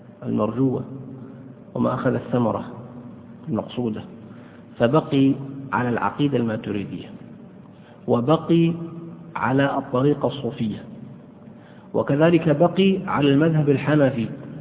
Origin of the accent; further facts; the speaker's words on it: Saudi Arabia; مدرس مع الأسف عندنا في السعودية